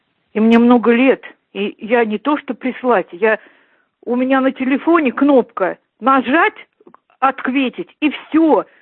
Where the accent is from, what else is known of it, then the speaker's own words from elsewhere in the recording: Russia; Я русская, я родилась в России. И здесь всю жизнь прожила. Я никогда еврейкой я не была.